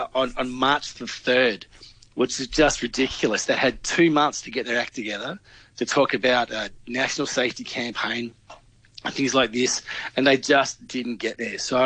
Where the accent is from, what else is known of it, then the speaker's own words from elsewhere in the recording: Victoria, Australia; I mean, in my home state, Victoria, they declared a state of emergency.